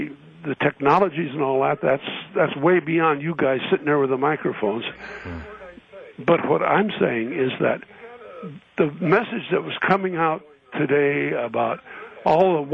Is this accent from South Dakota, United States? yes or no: yes; South Dakota, United States; born there; I'm 79 years old. I was born in 1919 in South Dakota.